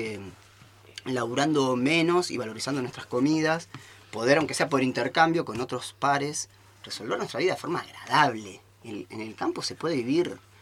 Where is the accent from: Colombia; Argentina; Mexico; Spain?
Argentina; Buenos Aires; moved away; Yo también nací en Buenos Aires, soy porteño, reporteño, y vine para acá ya hace 10 años.